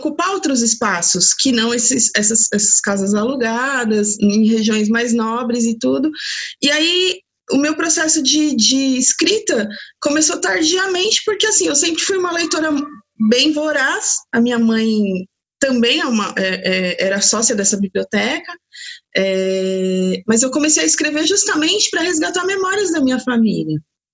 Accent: São Paulo, Brazil; eu sou uma paulistana, eu sou daqui do município de São Paulo, e nasci ali na Zona Sul, ali no bairro do Ipiranga, e na infância morava numa rua

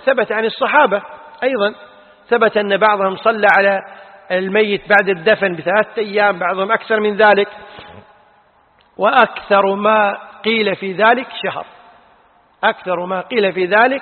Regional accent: Kuwait; الفتوى عندنا في الكويت أنه لا تجوز

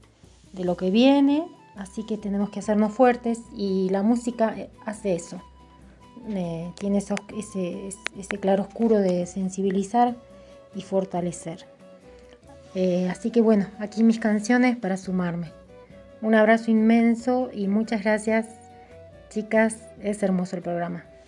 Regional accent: La Plata, Buenos Aires Province, Argentina; born there; now in Maimará, Argentina; Vivo en Maimará, en Jujuy. Nací en La Plata y me vine en el año 97 para acá. Soy música. Estuve en Paraná.

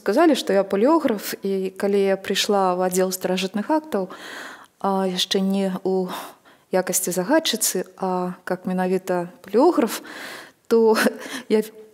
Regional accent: Minsk, Belarus; born there; Я нарадзілася не на Грушаўцы, а як я называю пад Грушы. А цяпер гэта называецца, цяпер это называецца Ружачка.

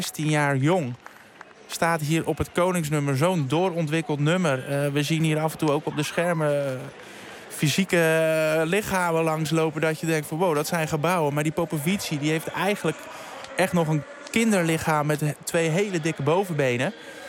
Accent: Netherlands; Alleen wij zijn als Nederlanders, ja, kijk, wij groeien op in het zwembad, allemaal met ons A- en B-diploma.

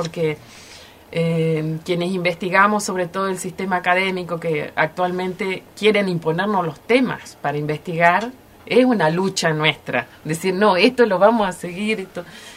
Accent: Gobernador Costa, Chubut, Argentina; siempre he dicho que soy de Gobernador Costa, porque en realidad nunca me fui de Gobernador Costa.

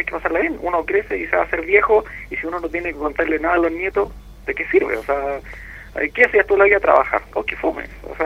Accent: Catalonia, Spain; como buen catalán, pues.

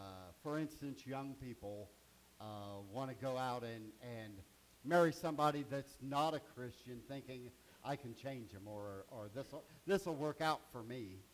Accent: Richmond, Indiana, United States; I got up to Richmond, Indiana, and I grew up on Lower Street.

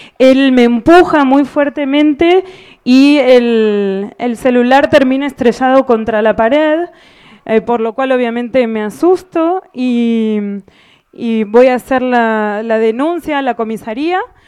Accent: Argentina; soy de Argentina.

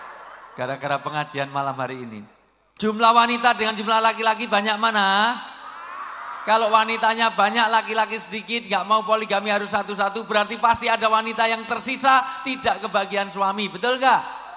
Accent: Java, Indonesia

